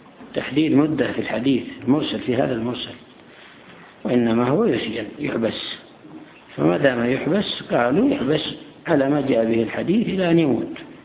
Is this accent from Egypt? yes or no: no; Yemen; وهم الآن يعملون حيلة في بعض الأماكن عندنا في اليمن